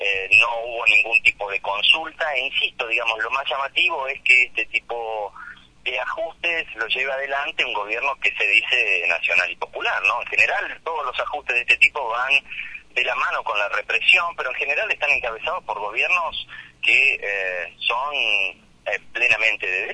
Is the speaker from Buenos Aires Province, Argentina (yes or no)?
yes; Lincoln, Buenos Aires Province, Argentina; now in Santa Cruz, Argentina; Yo soy originario del oeste de la provincia de Buenos Aires también. Soy de Lincoln, pero ya hace 13, 14 años que vivo en la provincia de Santa Cruz.